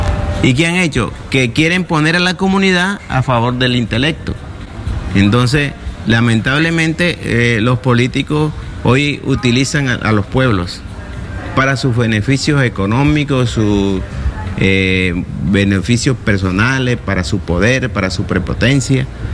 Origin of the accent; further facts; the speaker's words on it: Colombia; Hay dificultades lamentables en mi país en este momento. Pero yo espero que se subsanen lo más pronto posible, porque los colombianos somos gente de alegría.